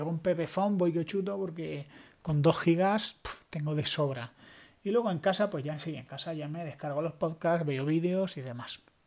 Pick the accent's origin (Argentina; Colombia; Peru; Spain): Spain; un saludo a todos nuestros compatriotas españoles